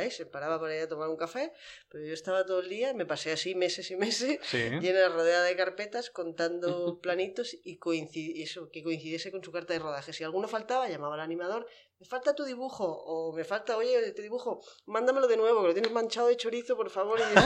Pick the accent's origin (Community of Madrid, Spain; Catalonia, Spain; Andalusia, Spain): Catalonia, Spain; Terrassa; Esto era en Barcelona, pues en Tarrasa, en mi pueblo donde yo vivía.